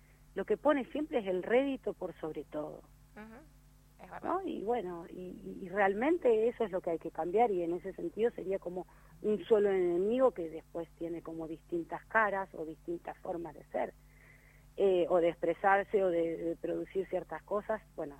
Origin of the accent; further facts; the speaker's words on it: Pergamino, Buenos Aires Province, Argentina; yo voy a delatar toda mi edad, digo, desde el manual bonaerense, yo soy nacida y criada en Pergamino